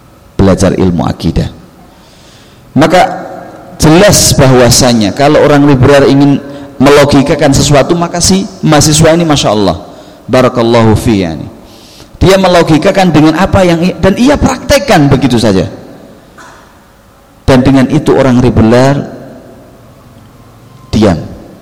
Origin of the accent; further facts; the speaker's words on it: Java, Indonesia; kita sebagai orang Jawa kebanyakan masih mengikuti kebiasaan-kebiasaan nenek moyang kita